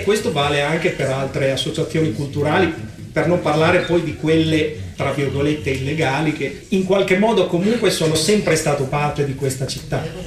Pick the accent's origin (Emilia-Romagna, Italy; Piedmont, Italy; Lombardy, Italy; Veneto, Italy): Emilia-Romagna, Italy; Bologna; Innanzitutto io volevo ringraziarvi, da bolognese, da artista e operatore culturale